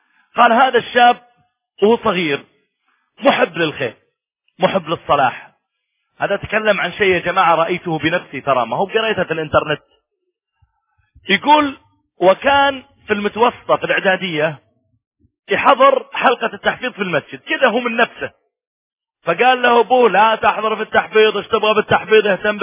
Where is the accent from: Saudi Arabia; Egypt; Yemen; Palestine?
Saudi Arabia; مرة كان عندي محاضرة في إحدى المناطق عندنا في السعودية